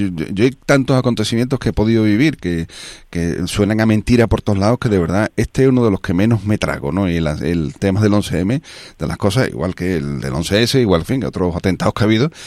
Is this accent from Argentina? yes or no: no; Spain; como los españoles tengamos que estar sometidos a un sistema policial